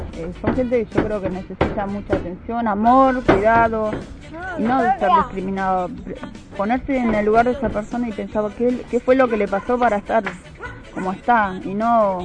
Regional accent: Buenos Aires, Argentina; yo me casé de Viña Moreno, pero yo no era de Moreno, no conocía, vengo de Capital.

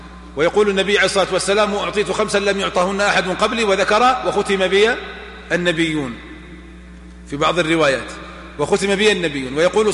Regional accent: Najd, Saudi Arabia; ولا عندنا في نجد

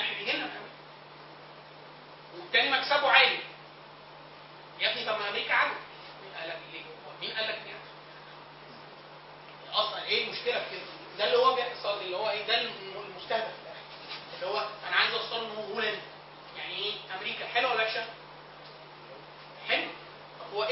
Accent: Egypt; مش عيب ان الواحد اقول ان انا مصري، واقول ان انا عربي، واقول ان انا مهندس.

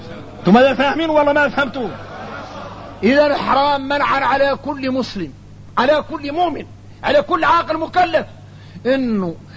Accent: Mauritania; احنا راك موريتاني عندنا فهم عن مولانا خاص

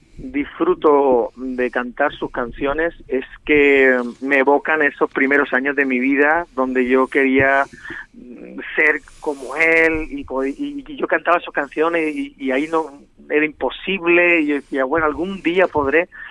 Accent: Region of Murcia, Spain; now in Barcelona, Spain; por mi parte como murciano que yo soy, ¿no?

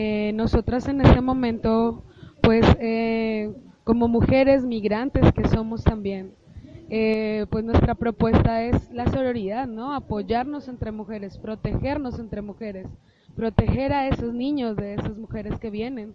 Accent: Colombia; now in Mexico; yo que soy colombiana.

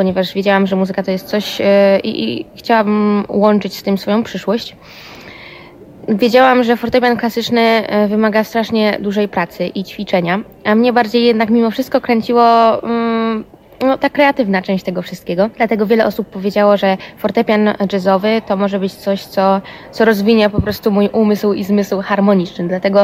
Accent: Tychy, Silesian Voivodeship, Poland; No i tak przez pierwsze 8 lat w Tychach, ponieważ pochodzę z Tychów, grałam na fortepianie klasycznym

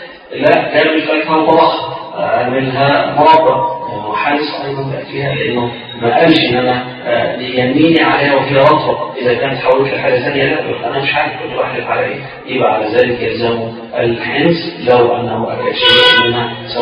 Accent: Egypt; لان مش الغدا عندنا احنا او كمصريين الغدا وقت الظهر

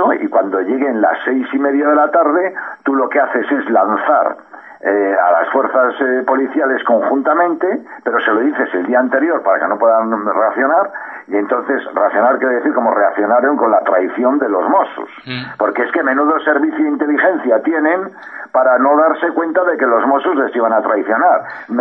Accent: Spain; afortunadamente somos españoles

